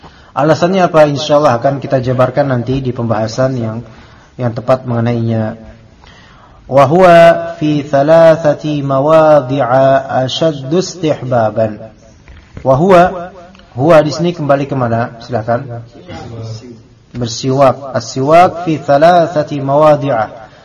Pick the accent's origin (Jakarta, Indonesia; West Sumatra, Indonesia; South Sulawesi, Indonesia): Jakarta, Indonesia; biasanya kalau di masjid-masjid di kita nih Betawi